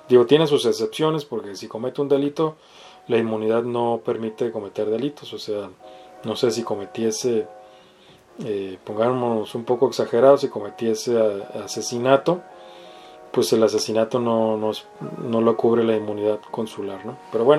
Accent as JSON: {"language": "Spanish", "region": "Baja California", "country": "Mexico", "said": "Digamos que una jueza, no sé, en Baja California, de donde soy yo"}